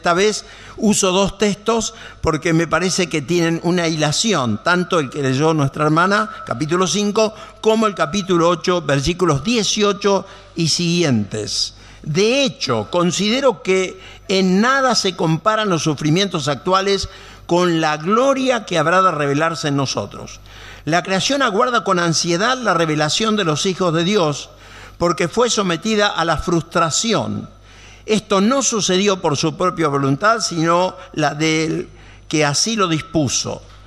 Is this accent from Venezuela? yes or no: no; Buenos Aires, Argentina; Como saben, también soy porteño, me gusta el tango